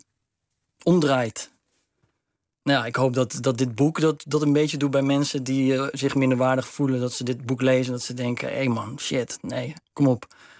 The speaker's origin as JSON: {"language": "Dutch", "country": "Netherlands", "said": "Maar ik ben wel Nederlander, hè? Ik bedoel, het is mijn land."}